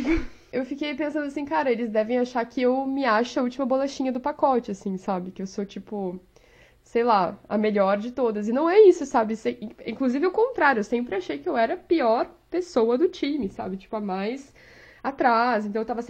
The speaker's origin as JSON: {"language": "Portuguese", "town": "Porto Alegre", "region": "Rio Grande do Sul", "country": "Brazil", "said": "eu sou de Porto Alegre, então era inverno quando tiraram a foto"}